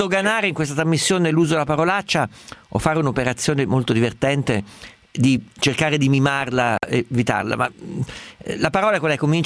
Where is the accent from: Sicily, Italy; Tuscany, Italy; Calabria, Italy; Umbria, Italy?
Umbria, Italy; Sono umbro come i toscani, quindi anche per noi è abbastanza normale.